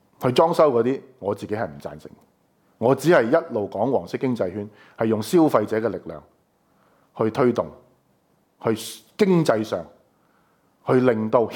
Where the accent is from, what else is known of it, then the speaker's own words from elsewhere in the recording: Hong Kong; 你要俾世界睇到我哋香港人就係自由價值嘅代表